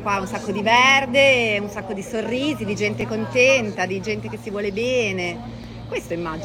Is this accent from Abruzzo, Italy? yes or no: no; Ormea, Piedmont, Italy; born there; io sono nata a Ormea, quindi è il mio paese di origine, anche se non vivo più qua da tot anni, ma scusami, torno ogni tanto